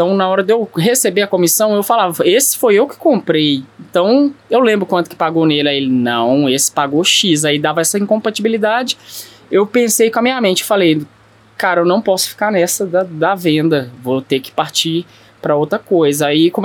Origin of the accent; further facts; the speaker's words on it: Belo Horizonte, Minas Gerais, Brazil; Eu nasci e fui criado no Barreiro.